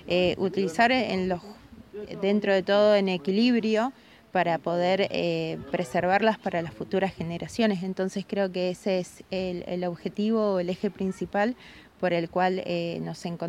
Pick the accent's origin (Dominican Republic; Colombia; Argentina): Argentina; Puerto Santa Cruz, Santa Cruz; del Movimiento Patagonia Libre. Soy de Piedra Buena, Santa Cruz, Argentina.